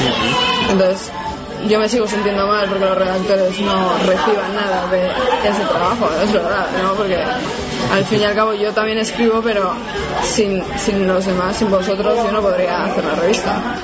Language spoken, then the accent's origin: Spanish; Bilbao, Basque Country, Spain; como soy de Bilbao, pues voy a hacer una revista de literatura.